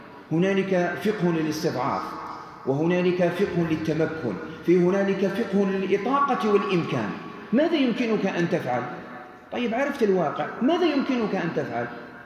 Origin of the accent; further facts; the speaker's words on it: Algeria; أحتاج إلى معرفة تكوين الأسرة هنا عندنا في الجزائر والنسيج الاجتماعي الموجود في الجزائر